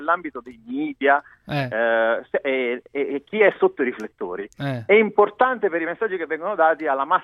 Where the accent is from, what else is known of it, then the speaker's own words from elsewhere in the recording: Veneto, Italy; Va bene, essendo io veneto.